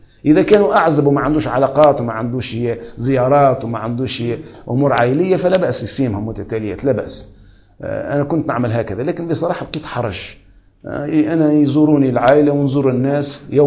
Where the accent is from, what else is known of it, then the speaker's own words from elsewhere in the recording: Tunisia; أما عامة الناس مثلا عندنا في تونس